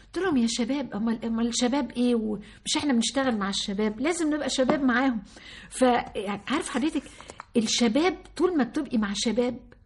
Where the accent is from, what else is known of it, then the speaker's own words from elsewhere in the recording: Sohag, Sohag Governorate, Egypt; انا من سوهاج وبفتخر ان انا من سوهاج. امي من سوهاج وابويا من اليوب … موحد القطرين.